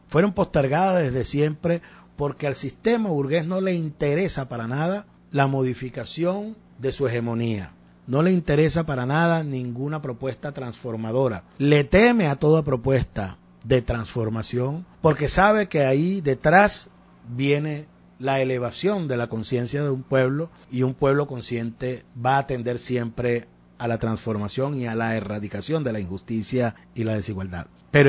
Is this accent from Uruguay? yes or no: no; Venezuela; de la que nos complacemos nosotros muchísimo, por supuesto, como venezolanos